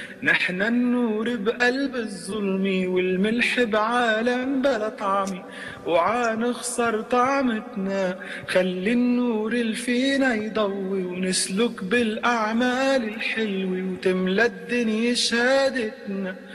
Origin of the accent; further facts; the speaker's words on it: Syria; وانا سوري بعدني كنت بسفر جاي من سان دييغو وسايقين على الطريق